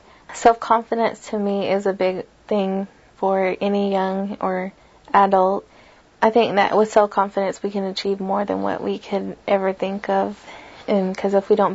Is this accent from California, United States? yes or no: no; Locust Grove, Oklahoma, United States; I'm from Locust Grove. I'm 18 years old.